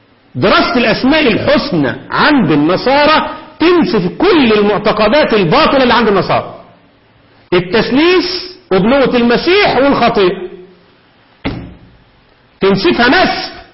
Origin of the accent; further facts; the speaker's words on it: Egypt; ده عبد العال دي موجود عندنا في مصر كتير.